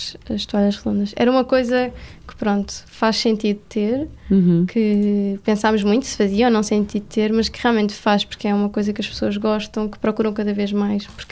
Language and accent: Portuguese; Almada, Setúbal, Portugal; Não, eu sou de Almada.